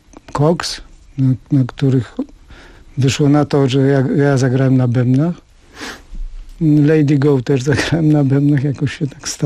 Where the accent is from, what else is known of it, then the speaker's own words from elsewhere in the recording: Bielsko-Biała, Silesian Voivodeship, Poland; Moje strony i tam tak jak się spotykaliśmy, to sobie chodziliśmy tam w tłumie razem.